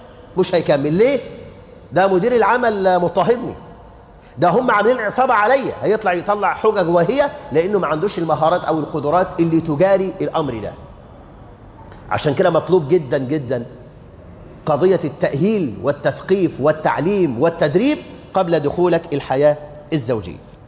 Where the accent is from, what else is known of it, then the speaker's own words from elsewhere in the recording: Egypt; إن عندنا في مصر الآن مش ألوف